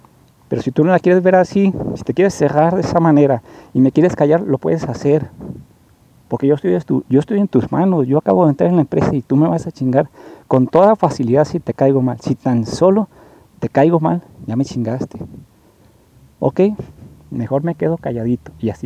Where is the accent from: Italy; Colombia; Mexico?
Mexico; Mazatlán, Sinaloa; Yo soy de Mazatlán también